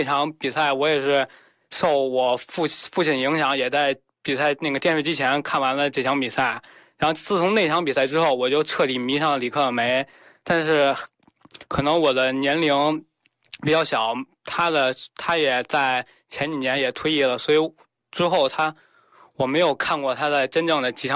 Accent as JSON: {"language": "Chinese", "region": "Beijing", "country": "China", "said": "作为一名北京孩子，当然喜欢的球队还是北京国安"}